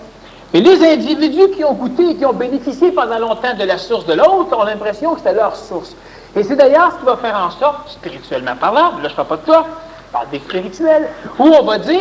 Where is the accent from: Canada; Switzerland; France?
Canada; Quebec; Moi, je suis un Québécois.